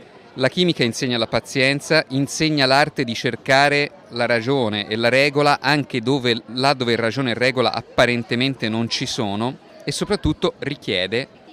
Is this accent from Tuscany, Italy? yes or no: yes; Pisa, Tuscany, Italy; nel senso che io sono di Pisa e il litorale pisano, che era stato in un primo tempo la scelta originale